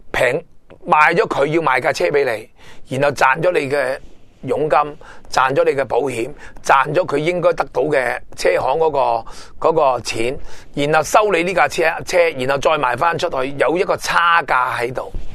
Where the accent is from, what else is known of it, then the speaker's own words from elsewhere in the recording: Hong Kong; 我做节目成日都讲，我哋香港人要守得住自己。